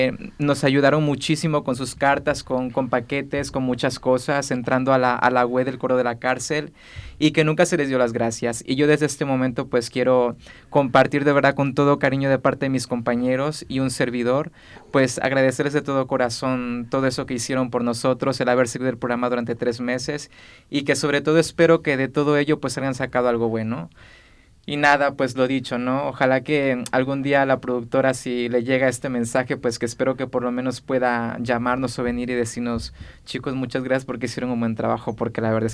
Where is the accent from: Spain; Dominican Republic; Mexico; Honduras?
Mexico; Bueno, rolota, como yo soy mexicano, quiero decir que rolota es canción, música, ¿vale?